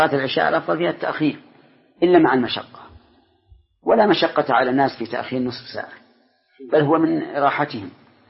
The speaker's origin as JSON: {"language": "Arabic", "country": "Saudi Arabia", "said": "لكن عندنا في السعودية جزاهم الله خيرا"}